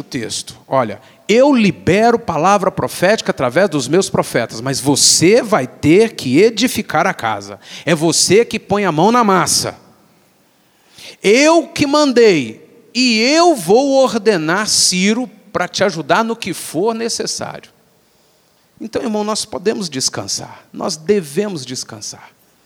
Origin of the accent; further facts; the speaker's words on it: Minas Gerais, Brazil; a gente é bem mineirinho.